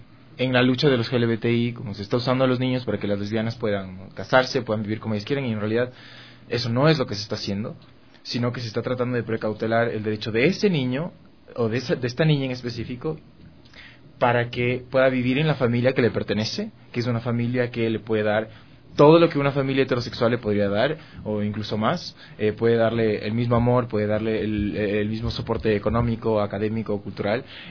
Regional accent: Ecuador; Yo soy ecuatoriano, nací en este país, y pues soy muy orgulloso de ser ecuatoriano

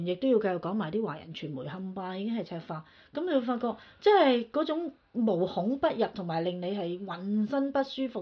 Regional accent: Hong Kong; 我哋香港人唔係好積極去做呢啲 committee member

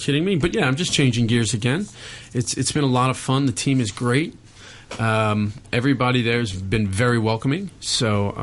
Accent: Louisiana, United States; Oh, I'm from Louisiana. I grew up with I came out of the womb with an oyster shucker in my hand.

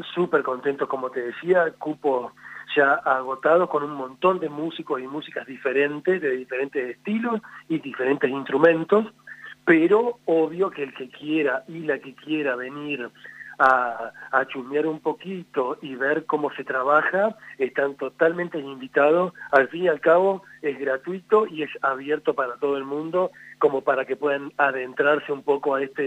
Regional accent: Entre Ríos, Argentina; Yo también tengo otro grupo en Entre Ríos, de donde yo soy oriundo

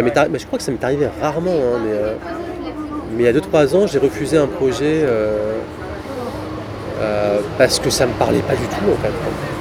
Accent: Paris, Île-de-France, France; Mais après, moi, je suis parisien, je suis né ici.

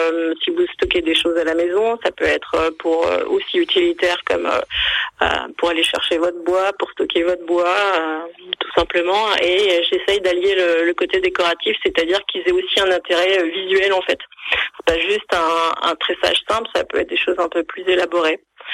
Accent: Hauts-de-France, France; Je suis issue du milieu agricole. Moi, j'ai grandi en Picardie, donc pas du tout dans la région.

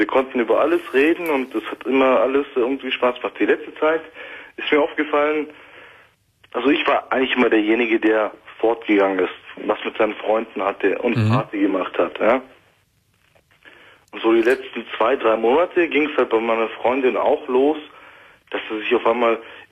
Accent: Turkey; Ich bin Türke, ja, aber in erster Linie bin ich Mensch.

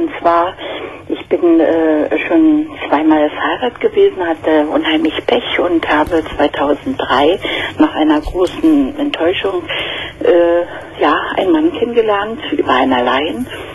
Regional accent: Berlin, Germany; ich komme aus Berlin und da sind doch immer in der Tageszeitung solche Anzeigen.

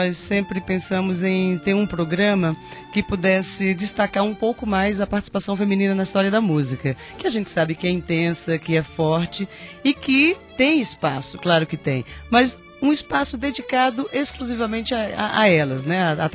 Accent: Paraíba, Brazil; also born or lived in Campina Grande / João Pessoa; now in São Carlos, Brazil; quando morava em Campina Grande, eu sou paraibana, né?

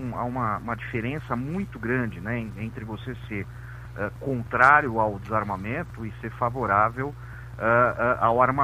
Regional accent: São Paulo, Brazil; Sou de São Paulo.

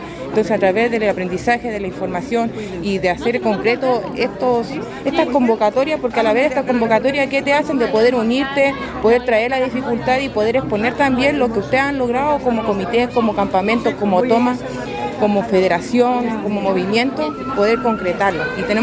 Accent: Antofagasta, Chile; soy de Antofagasta también. Soy vocera y representante del macrocampamento Villa Constancia de Antofagasta.

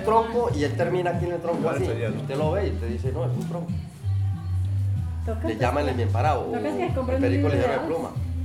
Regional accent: Barrancabermeja, Santander, Colombia; born there; now in Guarinocito, Colombia; No, yo no. Yo nací en Barranca Bermeja.

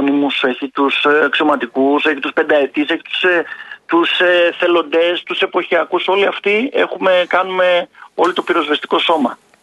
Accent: Thessaloniki, Central Macedonia, Greece; από τη Θεσσαλονίκη που είμαι εγώ

